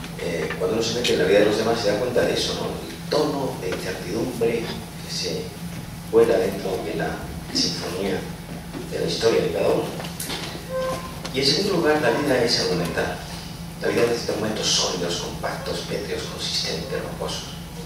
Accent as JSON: {"language": "Spanish", "region": "Andalusia", "country": "Spain", "moved": "yes", "lives_now": "Madrid, Spain"}